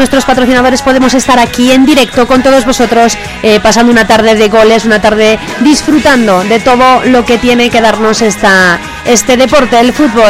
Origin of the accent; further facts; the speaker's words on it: Tudela, Navarre, Spain; Cómo se nota que somos de Tudela y que metemos mucho, mucho ruido, la verdad.